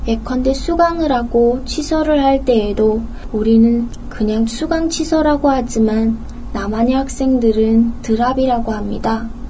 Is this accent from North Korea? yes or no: yes; North Korea; now in South Korea; 이북에서 왔으므로 외래어가 섞인 질문을 알아듣지 못하겠다고 말을 하면